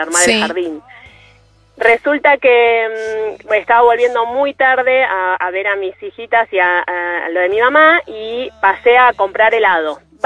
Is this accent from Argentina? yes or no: yes; Buenos Aires, Argentina; now in Bariloche, Argentina; Y acá en Bariloche, yo soy de Buenos Aires, pero acá en Bariloche es una como algo muy común de acá del pueblo